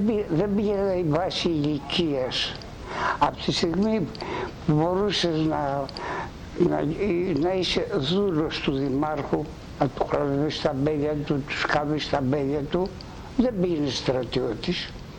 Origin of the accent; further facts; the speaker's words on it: Koronos, South Aegean, Greece; born there; ο πατέρας μου γεννημένος στα Βουρλά της Μικράς Ασίας. Η μητέρα μου από το χωριό μου, από την Κόρον της Νάξου.